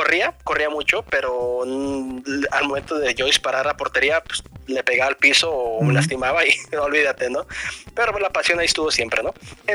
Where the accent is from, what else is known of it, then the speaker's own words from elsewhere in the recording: Mexico; yo creo que como buen mexicano todos empezamos de dos maneras en el mundo de los videojuegos.